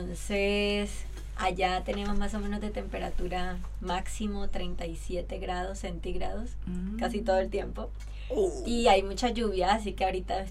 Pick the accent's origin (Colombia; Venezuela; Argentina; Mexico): Colombia; Cauca; Vengo del norte del Cauca, en Colombia. Esa es como zona centro-sur, más o menos.